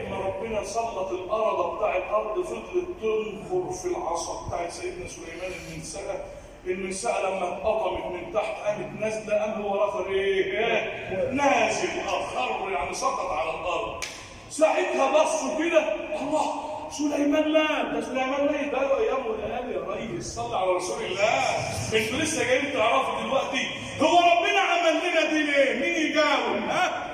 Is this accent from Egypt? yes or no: yes; Egypt; اجعل بلدنا مصر امنا امانا، سخاء رخاء